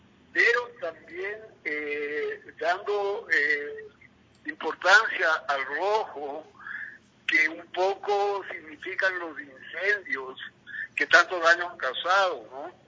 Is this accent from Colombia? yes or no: no; Ecuador; nosotros mismos, como ecuatorianos a nuestra Amazonía, tenemos que respetarla.